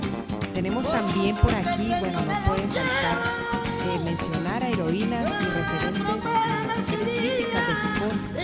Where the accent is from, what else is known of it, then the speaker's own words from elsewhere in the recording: Villa del Rosario, Norte de Santander, Colombia; now in Asturias, Spain; como mujer colombiana viviendo en Asturias, he experimentado cómo el feminismo conecta con su en Villa del Rosario, mi tierra natal